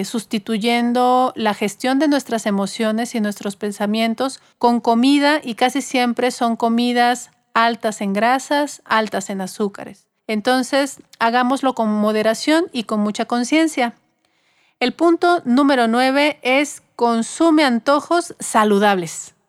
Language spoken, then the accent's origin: Spanish; Mexico; Creo que tenemos una gran ventaja como mexicanos de tener aquí en territorio mexicano a la tortilla